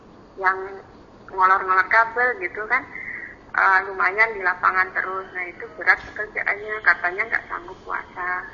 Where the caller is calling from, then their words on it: Palangkaraya, Central Kalimantan, Indonesia; Ini kembali kami, saya dari Palangkaraya.